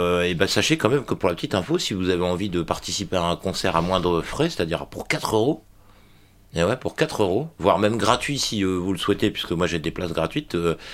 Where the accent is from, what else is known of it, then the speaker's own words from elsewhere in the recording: Douai, Hauts-de-France, France; de Douai, c'est pas la peine puisque je viens de Douai